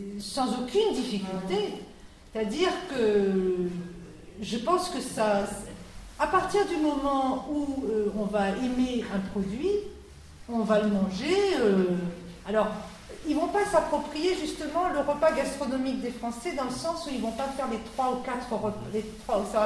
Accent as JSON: {"language": "French", "region": "Grand Est", "country": "France", "said": "Je venais d'Alsace"}